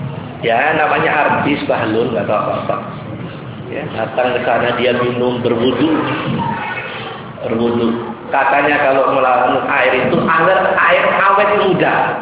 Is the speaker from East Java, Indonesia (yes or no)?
yes; Surabaya, East Java, Indonesia; daerah saya itu, Ampel sana itu, makam Sunan Ampel itu.